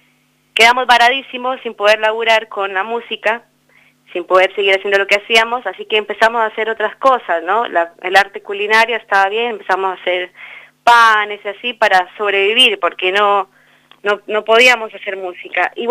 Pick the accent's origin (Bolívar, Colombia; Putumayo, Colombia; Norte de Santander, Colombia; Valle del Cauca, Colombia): Putumayo, Colombia; Sibundoy; now in El Bolsón, Argentina; que nace en Sibundoy Putumayo, en mi terruño, y bueno, y se consolida también acá en el Bolsón